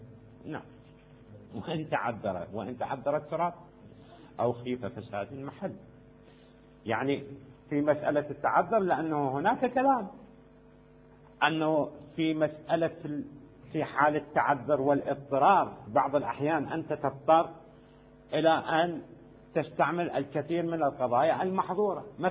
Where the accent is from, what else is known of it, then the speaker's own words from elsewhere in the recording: Iraq; يوجد السدر عندنا في العراق كثير